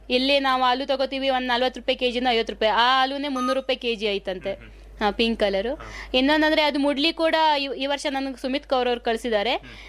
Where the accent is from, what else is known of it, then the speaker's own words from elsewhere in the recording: Yellapur, Karnataka, India; ನಾನು ಯಲ್ಲಾಪುರ್ನವಳು. ನಮ್ಮ ಅಲ್ಲೇನೋ ಗೊತ್ತಿಲ್ಲಾಗಿತ್ತು ಗೆಡ್ಡೆ ಗೆಣಸು ಬಗ್ಗೆ. ಇಲ್ಲಿ ಮದುವೆ ಆದ ನಂತರನೇ ಎಲ್ಲ ಕಲ್ತ್ಕೊಂಡಿರೋದು.